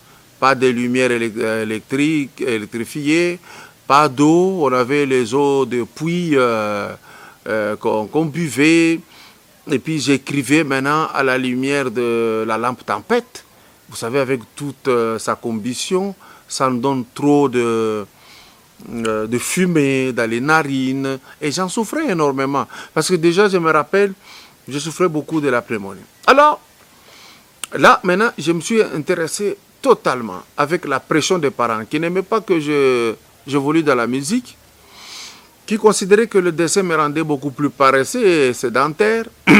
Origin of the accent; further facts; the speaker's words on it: Lubumbashi, Haut-Katanga, DR Congo; now in Kinshasa, DR Congo; Je suis né à Lubumbashi. J'y ai grandi. Je suis arrivé à Kinshasa un peu plus vieux, 98 que je suis là.